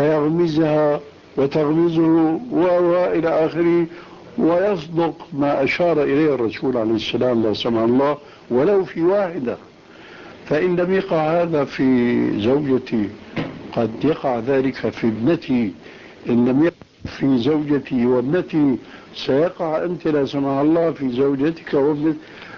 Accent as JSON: {"language": "Arabic", "country": "Syria", "said": "الدخول إلى غرفة التدريس يسمى عندنا في سوريا بالصف"}